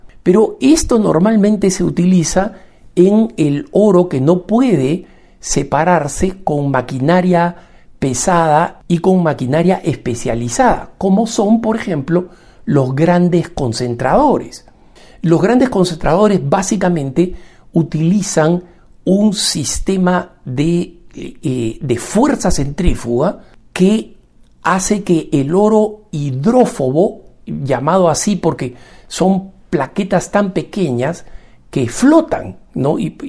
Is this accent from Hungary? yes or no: no; Peru; como peruano de un país minero, y no solamente eso, como hijo de un proveedor de la minería de oro